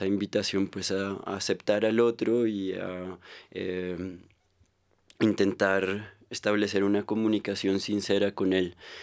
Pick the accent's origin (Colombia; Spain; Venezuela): Colombia; Bogotá; y pues estoy yo, que también soy bogotano, pero pues que soy un apasionado por la selva y sí, por el universo indígena.